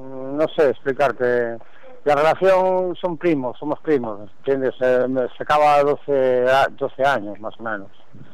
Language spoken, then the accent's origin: Spanish; Santander, Cantabria, Spain; now in A Coruña, Spain; llevo 20 años en Coruña, o sea, yo desde que salí de Santander ya perdí contactos, ¿no?